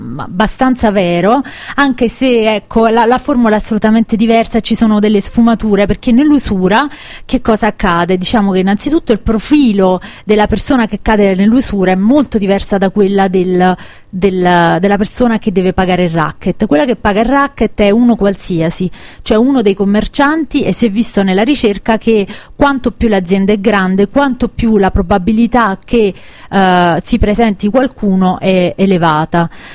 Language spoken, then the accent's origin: Italian; Caserta, Campania, Italy; la mia terra, quindi a Caserta, alla Campania